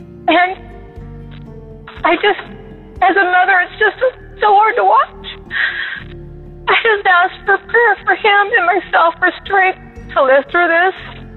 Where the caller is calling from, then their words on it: Bakersfield, California, United States; Hi, I'm a first-time caller. … I'm from Bakersfield, California.